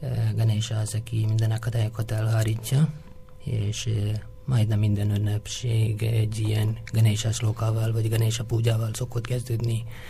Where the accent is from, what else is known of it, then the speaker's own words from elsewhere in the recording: South India, India; born there; Hungarian is a second language; Én Dél-Indiában egy faluban születtem